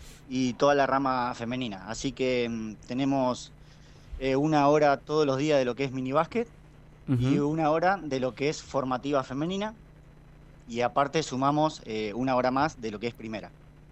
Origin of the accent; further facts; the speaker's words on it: Caleufú, La Pampa, Argentina; No, yo soy de La Pampa, pero soy de un pueblito del norte, de Caleufú. Tiene 2.000 habitantes.